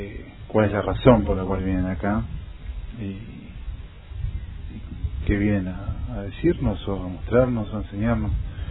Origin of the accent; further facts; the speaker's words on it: Quilmes, Buenos Aires Province, Argentina; De Quilmes.